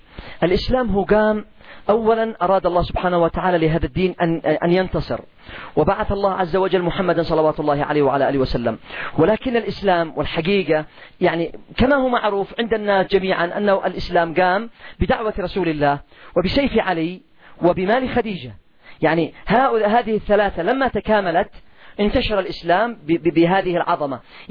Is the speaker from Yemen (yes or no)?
yes; Yemen; لا تقل اليوم على سعر الدقيق والقمح عندنا في اليمن ما تقلش عن 300 ريال